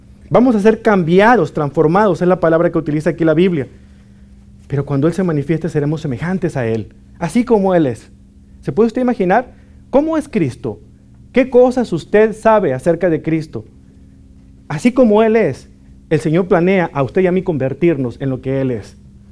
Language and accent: Spanish; Mexico; moved away; hace unos 2 años visité mi ciudad natal en México.